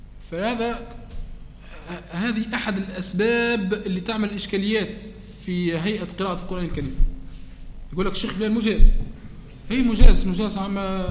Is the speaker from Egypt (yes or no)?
no; Tunisia; عندنا في تونس من يخلط بين الاجازه والشهاده